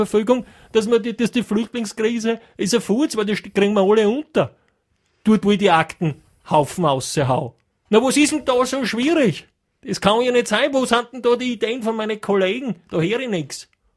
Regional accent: Austria

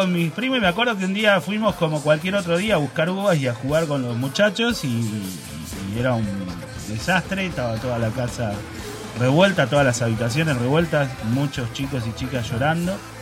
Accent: La Plata, Buenos Aires Province, Argentina; also born or lived in Hudson; yo vivía en La Plata. Yo nací en el 71, viví en La Plata hasta el 70 y... 78 creo que fue. El 77. En el 77 me mudé a Hudson.

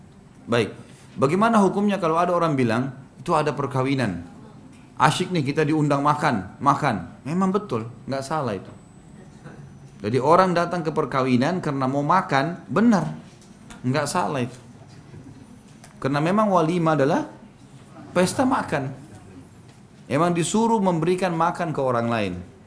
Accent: Makassar, South Sulawesi, Indonesia; Saya orang Makassar.

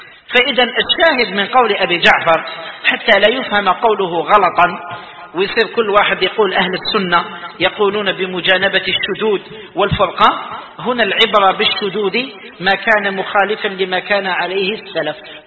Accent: Algeria; وإحنا يتقدر تخرجنا شدود في الأمة كجزائريين مثال،

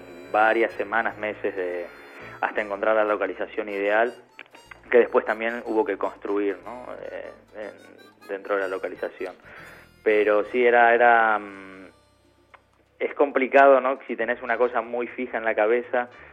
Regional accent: Morón, Buenos Aires Province, Argentina; Yo soy de Morón, nací en Morón, y hice el conservatorio de música en Morón y después, bueno, al mismo tiempo la carrera de imagen y sonido.

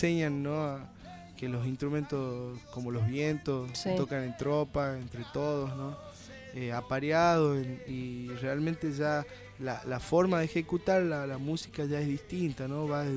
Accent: Jujuy, Argentina; conocer la poesía de mi tierra, de Jujuy.

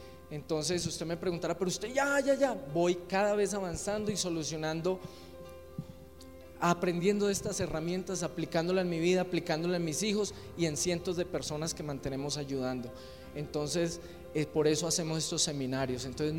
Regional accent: Quindío, Colombia; also born or lived in Buga; Yo nací en Buga Valle, el departamento del Valle, pero fui criado acá en el Quindío.

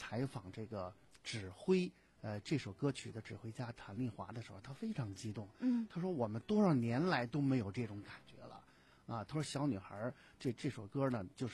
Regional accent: China; 我觉得奥运会呢，给我们中国人带来的这种记忆是永远磨灭不了的

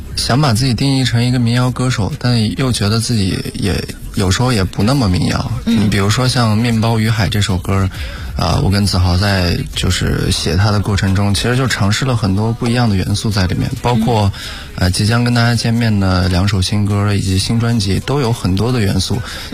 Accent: Xinjiang, China; 第一场的个人演出一定要回自己的家乡做。我对，因为我是来自新疆的嘛，然后我对新疆是非常有感情的

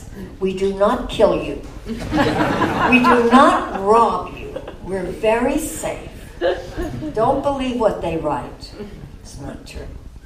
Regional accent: New York City, New York, United States; I am a New Yorker. I live in New York City. Have for 70 years.

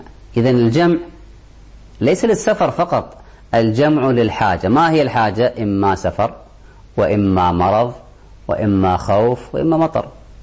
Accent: Kuwait; عندنا في الكويت، الكويت صغيرة كل حدودها داخل الحضر

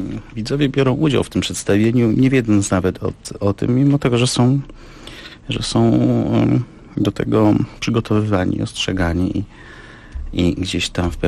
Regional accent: Kraków, Lesser Poland, Poland; also born or lived in Warsaw; now in Słupsk, Poland; Ja jestem Krakusem, a portem drogą przez Warszawę. Idąc na północ, dotarłem nad morze i zatrzymałem się w Słupsku.

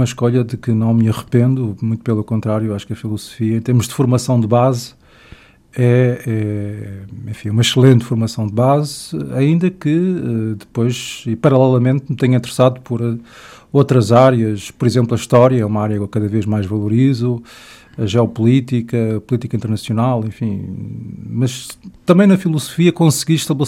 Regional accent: Lisbon, Portugal; born there; tenho 45 anos, nasci em Lisboa, onde depois me vim a formar na área da filosofia

